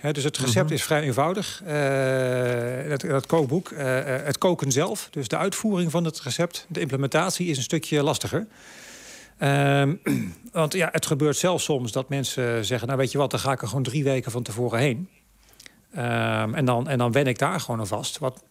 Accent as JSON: {"language": "Dutch", "town": "Nijmegen", "region": "Gelderland", "country": "Netherlands", "tie": "born there", "said": "Ja, geboren in Nijmegen. Nooit gewoond overigens, maar..."}